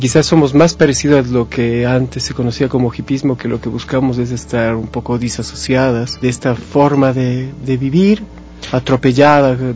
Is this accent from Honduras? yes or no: no; Quito, Pichincha, Ecuador; yo soy ecuatoriano, soy quiteño.